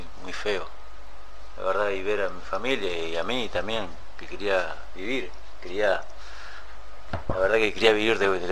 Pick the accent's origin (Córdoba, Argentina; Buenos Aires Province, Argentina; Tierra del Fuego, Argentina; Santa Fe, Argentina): Buenos Aires Province, Argentina; Pedro Luro; soy de Pedro Luro. Hace 5 años que estoy privado de mi libertad